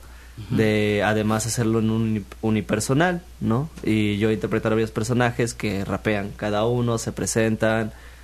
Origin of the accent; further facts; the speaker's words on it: Xalapa, Veracruz, Mexico; Soy de aquí, de Jalapa. De originario Jalapa. De Jalapa, Veracruz.